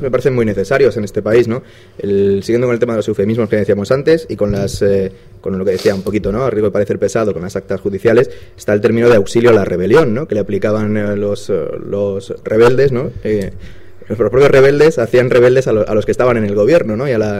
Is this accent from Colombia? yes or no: no; Spain; no tengo ningún empeño en decir que me siento muy español, y desde luego mi España no es eso